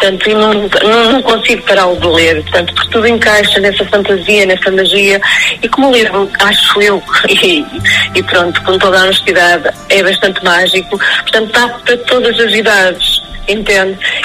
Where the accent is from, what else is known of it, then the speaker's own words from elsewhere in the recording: Chaves, Norte, Portugal; eu sou de Chaves, sou claudiense, portanto, vazio-me muito naquela zona transmontana